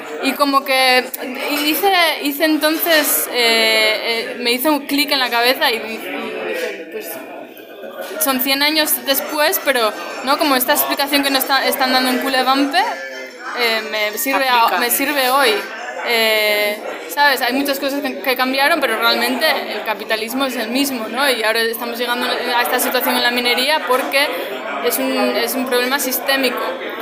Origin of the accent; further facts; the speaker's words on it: Asturias, Spain; a los que crecimos en Asturias en los 70, en los 80, ¿no? Y bueno, sobre todo a mí, claro, que vengo de la cuenca minera